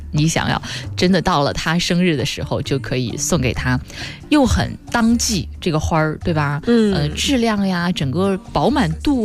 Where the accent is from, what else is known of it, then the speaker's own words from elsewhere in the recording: Wuhan, Hubei, China; 五月份大家知道我是武汉人